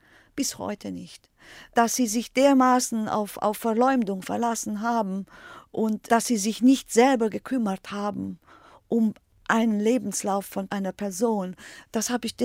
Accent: Germany; ich bin Deutsche und politisch verfolgt.

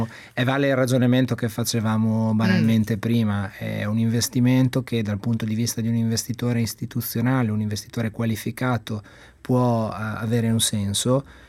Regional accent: Imola, Emilia-Romagna, Italy

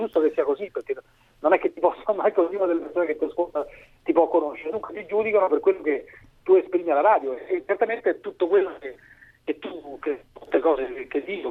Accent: Rome, Lazio, Italy; born there; now in Milan, Italy; io sono nato a Roma, ma non sono un romano abbastanza tipico

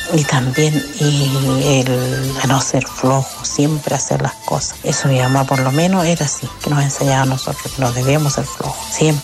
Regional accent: Chuyuta, Arica y Parinacota, Chile; also born or lived in Caquena; yo soy de Chuyuta, Comuna General Lago, pero mi nacimiento es en el pueblo de Caquena, estancia Ajachacala, el que pertenece a la comuna de Putre. Según cuenta mi mamá, que hemos vivido después que yo nací ahí, hemos vivido como unos 5 o 6 meses.

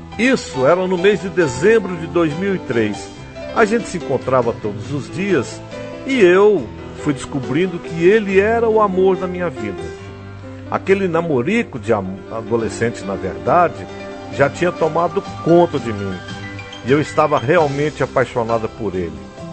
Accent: São José dos Pinhais, Paraná, Brazil; now in Alta Floresta, Brazil; Eu sou paranaense, de São José de Pinhais, e meu marido também. Nós éramos namoradinhos nos tempos de adolescência, mas ele teve que se mudar de lá para cá para vir morar em Alta Floresta.

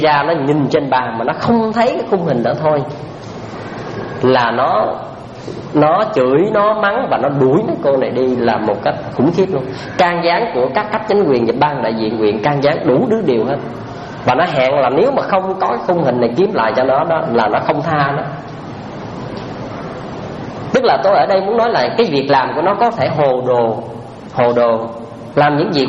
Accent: Trà Ôn, Vĩnh Long, Vietnam; ở quê tôi ở Trà Ôn á, có một cái chuyện mà ngày hôm nay vẫn còn di chứng lại đó.

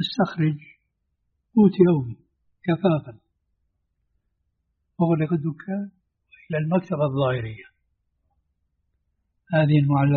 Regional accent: Damascus, Damascus Governorate, Syria; كما يقال عندنا في دمشق.

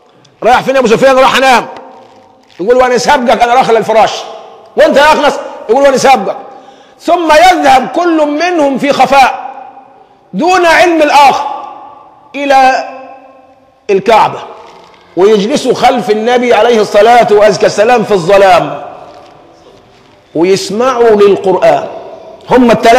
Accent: Egypt; عندنا لازمة كمصريين يعني مسكة في اللسان

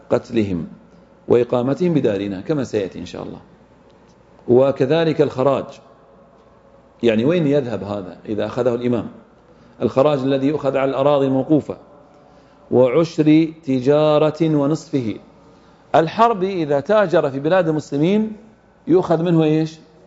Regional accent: Saudi Arabia; ولله الحمد إحنا عندنا في السعودية الآن لا يوجد إيش؟ أهل ذمة

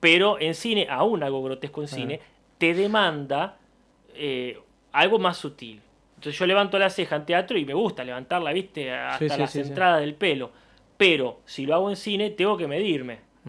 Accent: La Plata, Buenos Aires Province, Argentina; como platense nacido y criado que soy

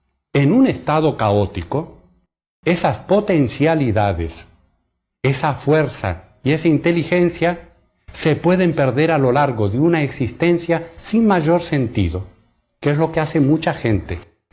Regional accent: Argentina; En mis viajes y también en mi país, en Argentina

